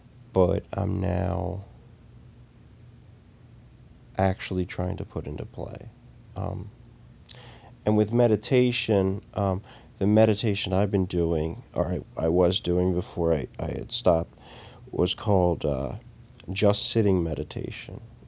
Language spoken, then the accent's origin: English; United States; born there; I was born in Western civilization, in the United States of America, where being is not valued nearly as much as doing.